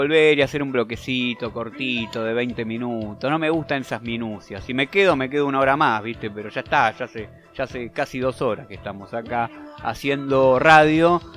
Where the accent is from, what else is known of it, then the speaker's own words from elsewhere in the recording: Argentina; Y lo que significa para nosotros como argentinos eso también.